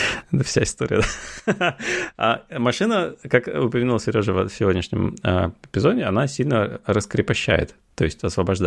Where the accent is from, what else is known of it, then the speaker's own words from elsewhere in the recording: Russia; moved away; я перестал говорить, что я из России